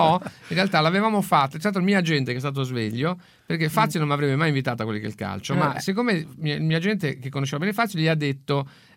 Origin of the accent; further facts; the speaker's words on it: La Spezia, Liguria, Italy; ho detto salve, vengo da Spezia, faccio l'operaio a Spezia